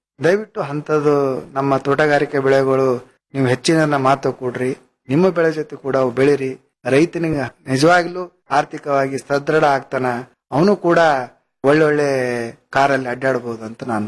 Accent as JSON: {"language": "Kannada", "region": "Karnataka", "country": "India", "said": "ನಾವು ಈ ಭಾಗದವರು ಕಲಬುರಗಿ, ಬೀದರು, ರಾಯಚೂರು, ಬಳ್ಳಾರಿಯಲ್ಲಿ"}